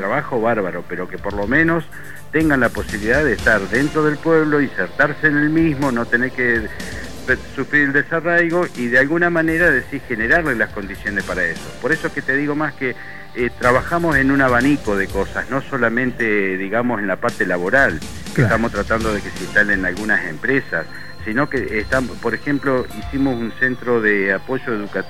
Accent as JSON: {"language": "Spanish", "town": "Metileo", "region": "La Pampa", "country": "Argentina", "tie": "born or raised there", "also_born_or_lived": "General Pico", "said": "Yo nací en Metileo, me crié acá en la zona y estuve hasta los 18 años y me tuve que ir a trabajar a General Pico. Después, bueno, cuando tuve que hacer una elección de dónde instalarme para mi actividad, elegí de nuevo Metileo y hace 18 años que estoy trabajando de nuevo acá."}